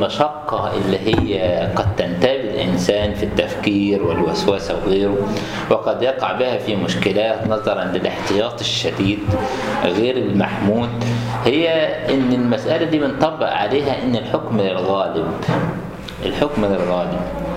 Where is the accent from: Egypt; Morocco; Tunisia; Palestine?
Egypt; ان عندنا في مصر مسألة النساء في المجال الطبي يعني متأخرات شوية